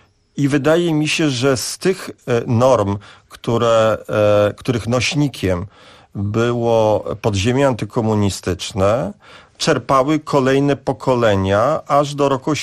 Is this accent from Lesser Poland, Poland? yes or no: no; Warsaw, Masovian Voivodeship, Poland; tak jak ja jako warszawiak patrzę